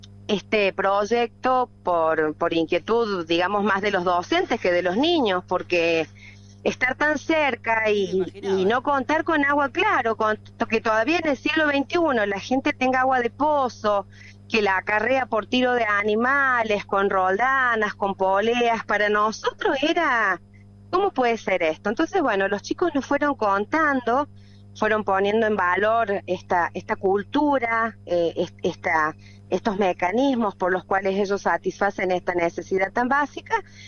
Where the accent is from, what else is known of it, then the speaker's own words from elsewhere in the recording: Cortadera Norte, Catamarca, Argentina; Nosotros somos de la Cortadera Norte. Si haces unos kilometritos más, vas a llegar a Los Medanitos, estamos con límite con La Rioja.